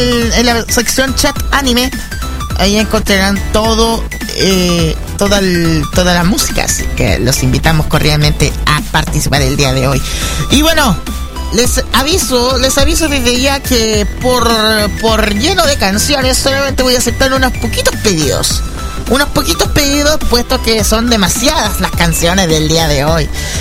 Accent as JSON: {"language": "Spanish", "country": "Chile", "said": "Soy de Chile, por si acaso, para que algunos piensen por qué este acento se parece al mexicano o a otro tipo de vocecita o cierta vocechota."}